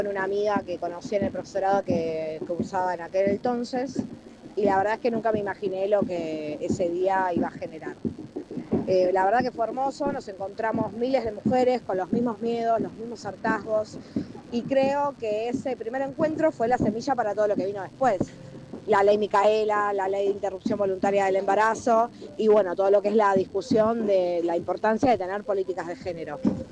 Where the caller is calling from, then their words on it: Lanús, Buenos Aires Province, Argentina; de Lanús.